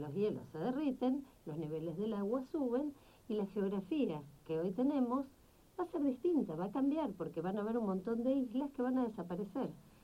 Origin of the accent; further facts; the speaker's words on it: Argentina; Como argentina, como terráquea